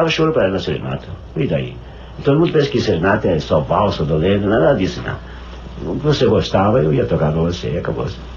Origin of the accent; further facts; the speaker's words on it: São Paulo, Brazil; born there; de antigamente bairro Santa Ifigênia. Hoje é centro, né? Atravessava a ponte, era o bairro Santa Ifigênia. Hoje, atravessa a ponte, é cidade mesmo, né? São Paulo cresceu